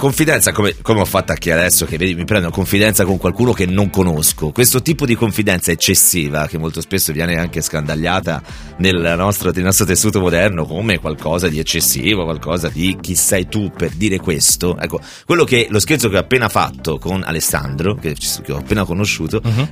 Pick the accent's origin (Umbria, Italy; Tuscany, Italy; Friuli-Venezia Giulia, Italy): Tuscany, Italy; Livorno; Sono di Livorno